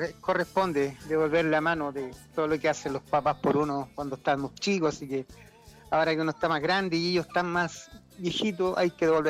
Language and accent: Spanish; San Miguel, Santiago Metropolitan Region, Chile; born there; yo nací en San Miguel, en el Hospital Barros Luco.